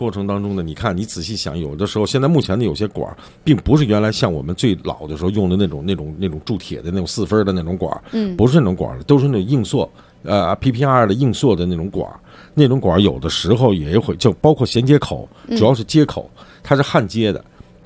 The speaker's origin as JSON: {"language": "Chinese", "region": "Beijing", "country": "China", "accent": "Beijing", "said": "咱们北京话来讲就是你旮旯几角的地方"}